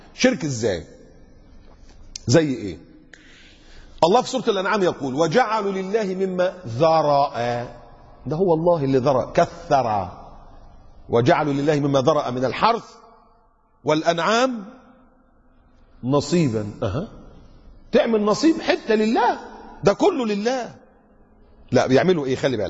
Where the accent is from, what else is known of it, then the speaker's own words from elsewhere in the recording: Egypt; ده في مساجد عندنا في مصر في الأضرحة الضريح